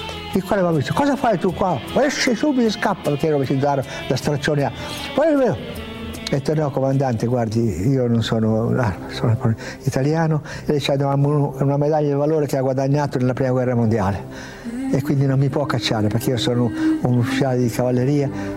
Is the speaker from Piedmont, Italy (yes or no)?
yes; Piedmont, Italy; e poi da piemontese fesso, testardo